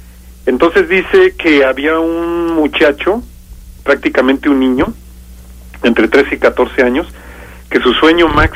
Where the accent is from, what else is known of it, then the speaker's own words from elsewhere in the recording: Guanajuato, Mexico; Es de la región ahí del Bajío, ahí de entre Yuriria, Salvatierra, ahí esa área de ahí.